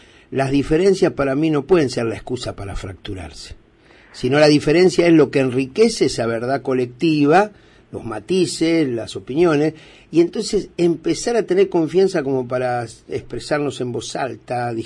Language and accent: Spanish; Argentina; Somos millones los argentinos que queremos otra realidad.